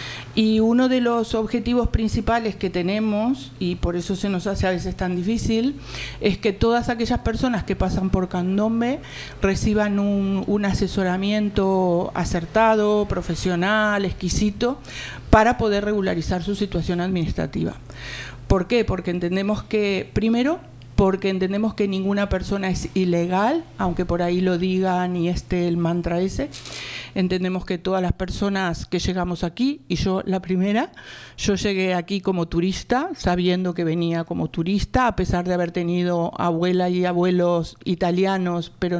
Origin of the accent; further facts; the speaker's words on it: Uruguay; born there; yo nací en Uruguay y en Uruguay el candombe es algo que nos identifica